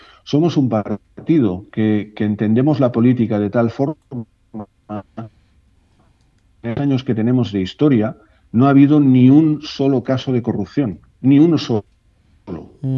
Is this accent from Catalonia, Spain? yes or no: yes; Catalonia, Spain; born there; yo soy independentista de casualidad, porque nací en Cataluña, que somos un país sin Estado, un país reprimido y un país deprimido por estas situaciones que nos toca vivir.